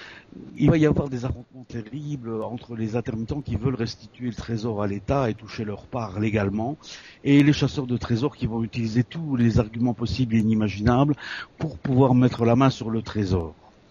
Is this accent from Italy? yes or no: no; Belgium; now in France; je suis belge, je suis né à Luxembourg, j'habite dans l'est de la France